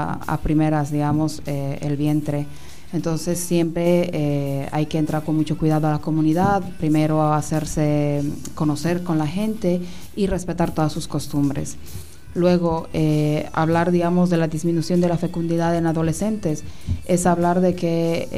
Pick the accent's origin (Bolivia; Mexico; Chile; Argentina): Bolivia; una realidad que tal vez la he vivido como médico en mi país